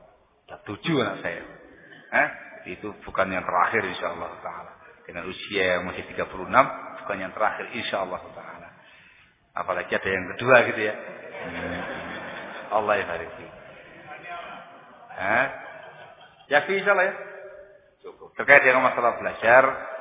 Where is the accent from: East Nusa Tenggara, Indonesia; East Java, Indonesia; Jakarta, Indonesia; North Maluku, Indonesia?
East Java, Indonesia; Sidayu; born there; Lahir di Kecamatan Sidayu, Kabupaten Gresik, Jawa Timur. 36 tahun yang lalu.